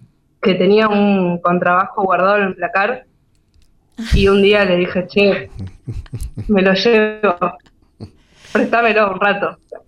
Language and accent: Spanish; Buenos Aires, Argentina; also born or lived in Slovenia; Yo soy de Buenos Aires, sí, siempre viví en Boedo, ahora estoy en San Cristóbal, pero bueno, ahí, en el barrio.